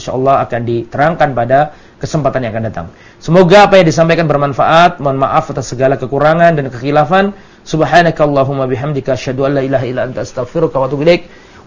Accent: Java, Indonesia; Termasuk saya ini orang Jawa, ya gampang pekewo.

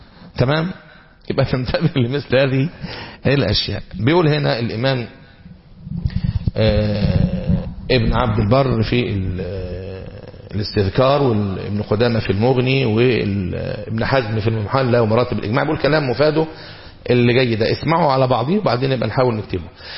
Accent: Egypt; الذهب عندنا في مصر مثلا دلوقتي

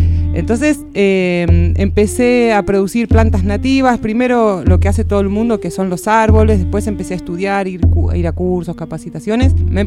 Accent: Buenos Aires, Argentina; born there; now in Córdoba, Argentina; yo vivo en Córdoba hace 10, porque nací en Buenos Aires. Cuando yo me vine, como mucha gente, buscando un cambio de estilo de vida

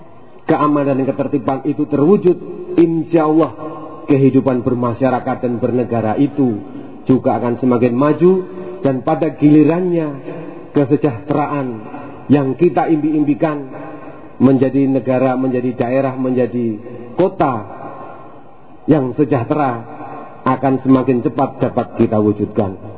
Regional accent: Rembang, Central Java, Indonesia; Saya asli dari Rembang, Jawa Tengah, bukan Rembang Pasuruan.

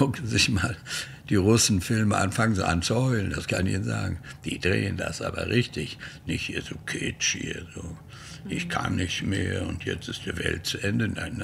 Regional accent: Malbork, Pomeranian Voivodeship, Poland; das ist meine Heimat, Marienburg, ist weg. Und dann war ich richtig traurig, wo ich sehe, die alte, schöne Marienburg.

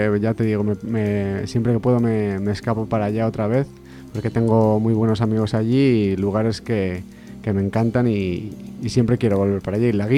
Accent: Mandayona, Castilla-La Mancha, Spain; mi pueblo es Mandayona. Mandayona es un pueblecito de Guadalajara, al ladito de Sigüenza, y el río dulce pasa por allí. Y entonces yo siempre he estado muy arraigado a mi pueblo

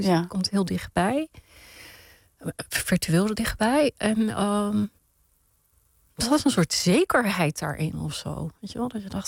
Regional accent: Netherlands; Maar later pas ontdekte ik dat mijn jeugd in Nederland, dat ik daarin iets gemeenschappelijks heb

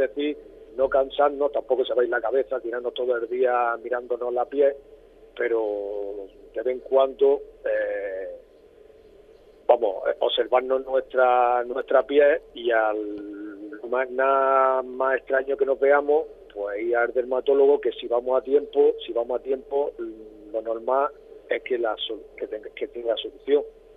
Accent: Almería, Andalusia, Spain; los que somos de Almería y conocemos Almería, sabemos que es muy seca.

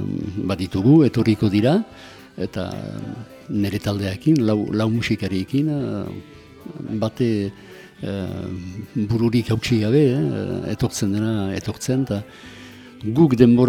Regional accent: Lekuine, Nouvelle-Aquitaine, France; also born or lived in Azkaine; now in Arbonne, France; Azkaine utzi nuen hiru urte nituela. Eta aitaren lanaren gatik joan ginen bizitzerat, lekuinerat, lekuine Azparne ondoan.

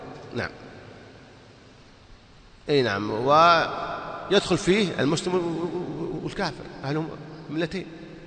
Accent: Saudi Arabia; يوزعون الإفتاء عندنا في السعودية

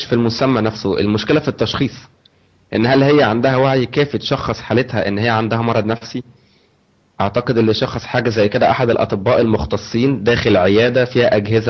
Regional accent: Egypt; دلوقتي بنلاقي في البرامج التلفزيونيه عندنا في مصر مذيعه بتتكلم عن الاستنساخ

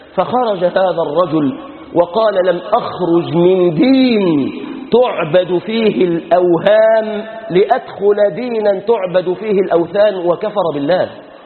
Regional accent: Egypt; اللهم أصلح شأننا في بلادنا مصر، اللهم احفظنا واحفظ بلادنا من كل فتنة وسوء

